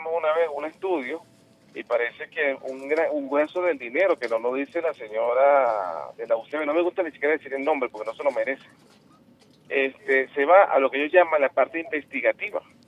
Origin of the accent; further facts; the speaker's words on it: Venezuela; Pero yo pregunto algo y yo quisiera saberlo, ¿no? O sea, como venezolano.